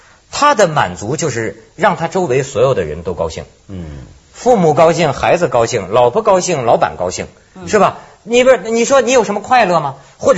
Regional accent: China; 因为我是大陆人，

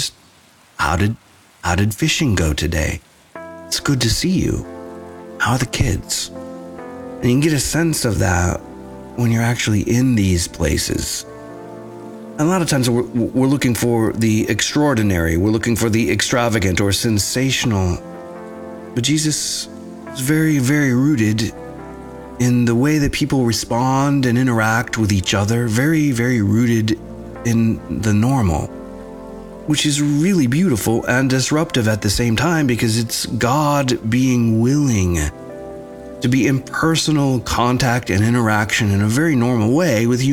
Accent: Nashville, Tennessee, United States; Kind of like … from Nashville. I'm a Nashvillian.

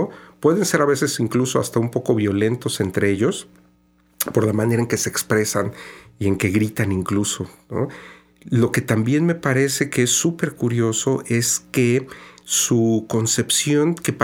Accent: Mexico; Mi participación fue como mexicano, ¿no?

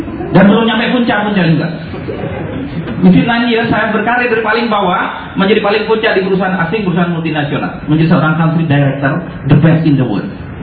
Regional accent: Bondowoso, East Java, Indonesia; Saya lahir di kampung di Bondowoso sana.

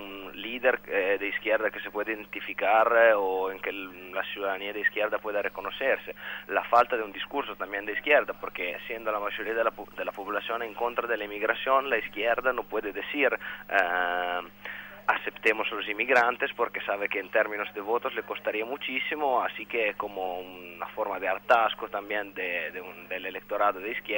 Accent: Italy; Spanish is a second language; moved away; A mí personalmente, como italiano en el exterior, me da mucha vergüenza

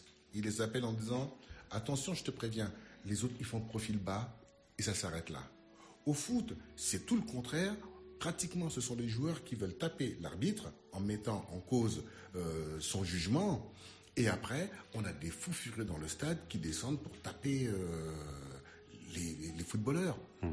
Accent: Central African Republic; moved away; also born or lived in Madagascar; je le tiens un peu de mon pays d'origine, la Centrafrique. Puisque là-bas, on écoutait surtout de la musique française... Puisque nous étions dans une colonie française.

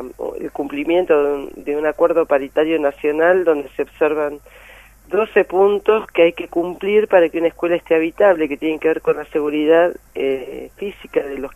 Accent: Buenos Aires Province, Argentina; a mí como bonaerense me pasa que veo cómo están los hospitales

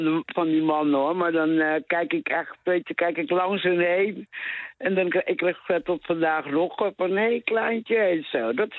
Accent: West Papua, Indonesia; born there; Dutch is a second language; Nou, ik ben geboren op het grote eiland West-Papua.

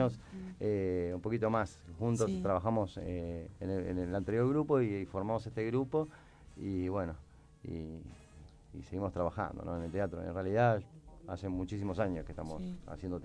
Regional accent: General Rodríguez, Buenos Aires Province, Argentina; nosotros somos de Rodríguez, hagamos cosas en Rodríguez.

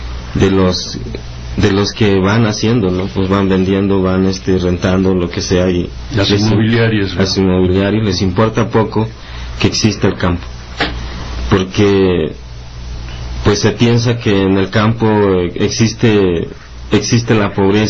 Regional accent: Chilapa, Guerrero, Mexico; vengo del municipio de Chilapa, una comunidad que se llama El Jagüey, desde el corazón de la montaña baja.

